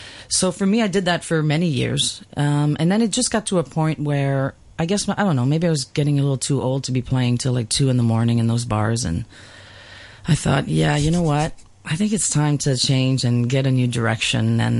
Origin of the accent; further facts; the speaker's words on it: Montreal, Quebec, Canada; first language French; English is a second language; now in Ontario, Canada; I'm based just outside of Toronto. I'm originally from Montreal, so I moved to Ontario about 1988. I wanted to learn English because when I lived in Quebec, I just spoke French.